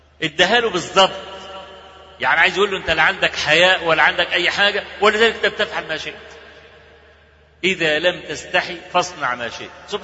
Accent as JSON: {"language": "Arabic", "country": "Egypt", "said": "عندنا في مصر"}